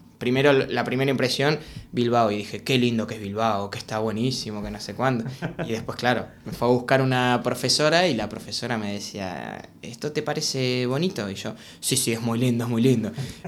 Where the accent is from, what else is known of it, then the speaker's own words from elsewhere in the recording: Mar del Plata, Buenos Aires Province, Argentina; Yo de Mar del Plata. Eso, como le llaman, la ciudad feliz.